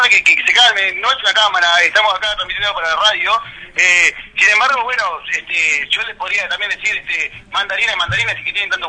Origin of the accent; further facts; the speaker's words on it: Uruguay; Venimos acá de la República Oriental del Uruguay.